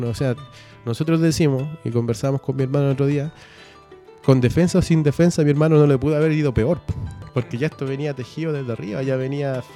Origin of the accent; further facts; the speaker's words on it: Chile; Ahí no somos chilenos, somos mapuches.